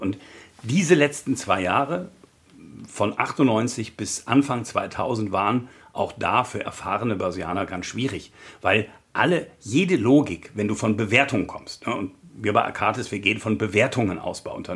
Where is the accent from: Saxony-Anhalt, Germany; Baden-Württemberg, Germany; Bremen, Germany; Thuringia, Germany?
Bremen, Germany; born there; also born or lived in Hamburg; Moin Moin ist auch meine Begrüßung, denn ich bin gebürtiger Bremer, habe lange in Hamburg gewohnt. Also das Norddeutsche ist auch das, was in meinem Blute liegt